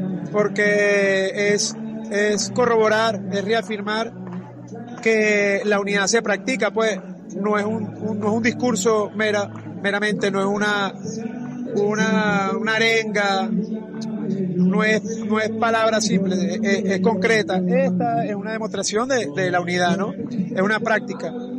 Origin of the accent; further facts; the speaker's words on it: Venezuela; now in Uruguay; Eso nos ha hermanado también como venezolanos a decir, verga, por más diferencia que tengamos con el gobierno o entre nosotros